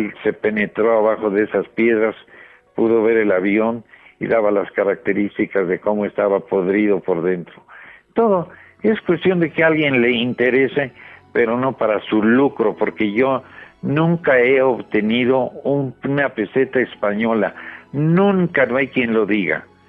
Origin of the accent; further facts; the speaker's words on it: Mexico; le comunico que me siento honrado como mexicano